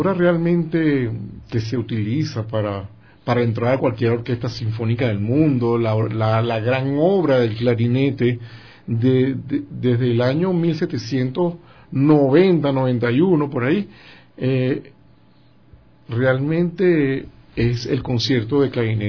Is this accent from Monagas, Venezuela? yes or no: no; San Felipe, Yaracuy, Venezuela; yo no hablaba ni inglés ni hablaba francés. Yo de mi pueblo, de San Felipe, ya en Yaracuy, en Venezuela, me monté en un avión y aparecí en París